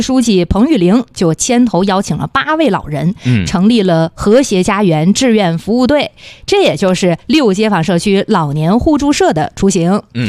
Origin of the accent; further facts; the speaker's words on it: Northeast China, China; accent: Northeastern; 因为我们东北话就是，